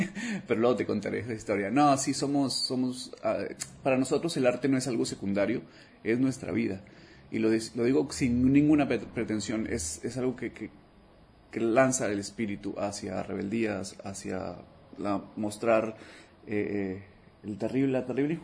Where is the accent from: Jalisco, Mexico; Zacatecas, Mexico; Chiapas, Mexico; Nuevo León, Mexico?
Nuevo León, Mexico; Monterrey; Tengo varias patrias, pero soy de Monterrey.